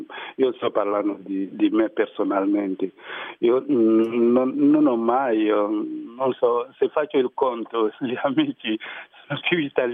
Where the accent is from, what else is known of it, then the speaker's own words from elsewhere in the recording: Côte d’Ivoire; now in Italy; Ho un bellissimo rapporto con la Costa d'Avorio, che è comunque il mio paese, mi piace tanto.